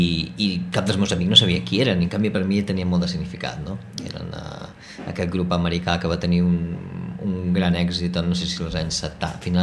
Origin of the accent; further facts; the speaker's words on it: Barcelona, Catalonia, Spain; fins als 4 anys, encara no tens massa consciència de res i m'he criat a Barcelona, no? He estat a Barcelona 35 anys de la meva vida, aproximadament.